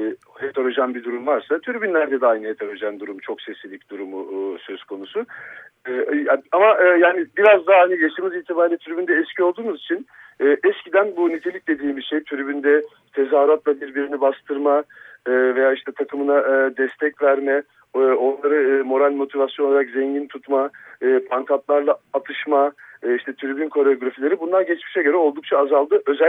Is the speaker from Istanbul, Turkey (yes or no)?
no; İzmir, Turkey; Ben doğma büyüme İzmirliyim. Göztepe taraftarıyım. Yani gözümü o semtte açtım.